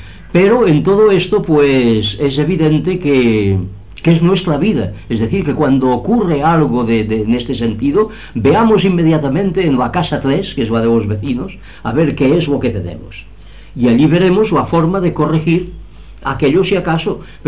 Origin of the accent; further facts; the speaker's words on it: Girona, Catalonia, Spain; José María Gironella, que como sabéis es de mi pueblo, de Gerona